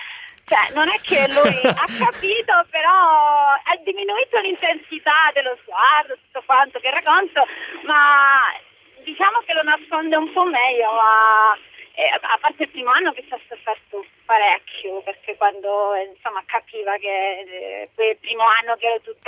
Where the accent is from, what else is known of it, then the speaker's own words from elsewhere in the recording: Tarragona, Catalonia, Spain; Italian is a second language; now in Palermo, Italy; Sono di Tarragona, che comunque dista un'ora, quindi...